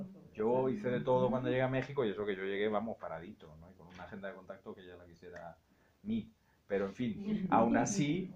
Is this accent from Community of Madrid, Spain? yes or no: yes; Madrid, Community of Madrid, Spain; Claro, yo soy de Madrid.